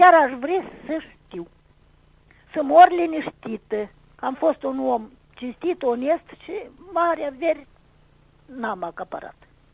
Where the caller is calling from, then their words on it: Râșcani, Râșcani District, Moldova; din Râșcani.